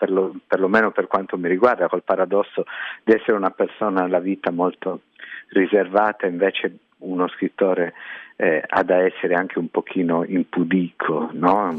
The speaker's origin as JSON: {"language": "Italian", "region": "Sardinia", "country": "Italy", "tie": "born there", "said": "Faccio lo scrittore per mestiere e sono nato in Sardegna."}